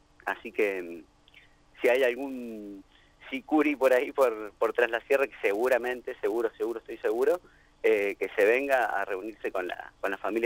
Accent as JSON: {"language": "Spanish", "region": "Mendoza", "country": "Argentina", "lives_now": "Río Cuarto, Argentina", "said": "yo particularmente vivo ahora en Río Cuarto, soy de Mendoza"}